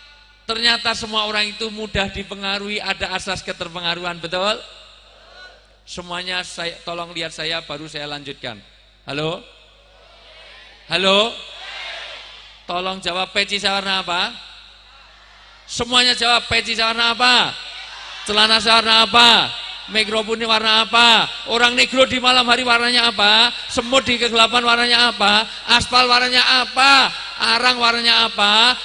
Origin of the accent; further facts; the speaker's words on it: Java, Indonesia; Saya asli orang Jawa